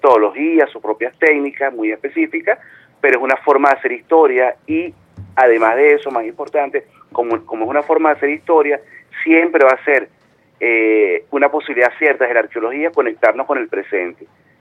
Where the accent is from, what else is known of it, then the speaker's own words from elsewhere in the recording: Caracas, Capital District, Venezuela; como caraqueños, especialmente en mi caso que soy de acá de la ciudad.